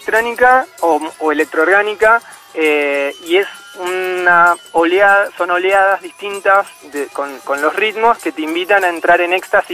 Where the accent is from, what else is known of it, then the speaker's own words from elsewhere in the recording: Ushuaia, Tierra del Fuego, Argentina; now in Buenos Aires, Argentina; Me crié en Ushuaia, estuve mucho en contacto con la naturaleza, me encanta viajar, me encanta conocer gente nueva.